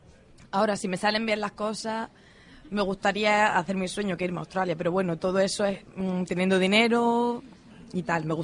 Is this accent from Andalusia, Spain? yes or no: yes; Andalusia, Spain; porque yo mi tierra la adoro, pero Andalucía...